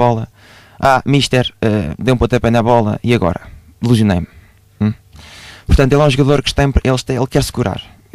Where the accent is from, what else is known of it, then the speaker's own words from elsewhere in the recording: Lisbon, Portugal; Nós somos de Lisboa, mas não é preciso estar em Lisboa